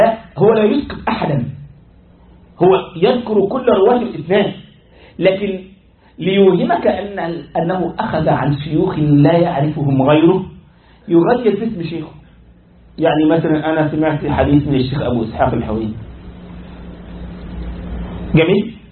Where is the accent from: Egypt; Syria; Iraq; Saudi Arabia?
Egypt; now in United States; او واحد عندنا في مصر يقول حدثني بما وراء النهر يقصد نهر النيل